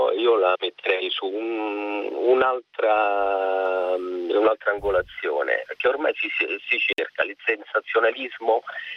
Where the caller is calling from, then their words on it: Frosinone, Lazio, Italy; Io chiamo da Frosinone, quindi sono un ciociaro abituato, diciamo, alla buona vecchia cucina